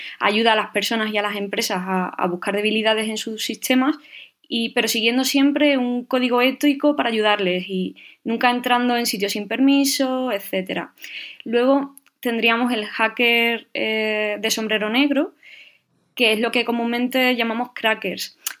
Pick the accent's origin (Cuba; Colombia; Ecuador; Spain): Spain; Cádiz, Andalusia; born there; now in Madrid, Spain; tengo 31 años y nací en Cádiz. Creo que se puede notar un poco por el acento. Aunque, bueno, por motivos laborales vivo en Madrid.